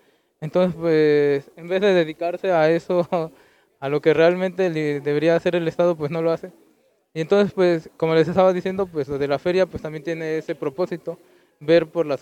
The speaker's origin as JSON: {"language": "Spanish", "town": "Huajuapan de León", "region": "Oaxaca", "country": "Mexico", "said": "yo soy de Huajuapan de León, Oaxaca."}